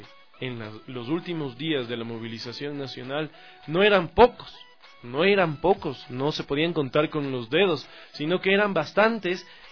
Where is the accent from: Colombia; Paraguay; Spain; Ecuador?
Ecuador; no olvidemos que somos todos ecuatorianos, nacidos bajo una misma bandera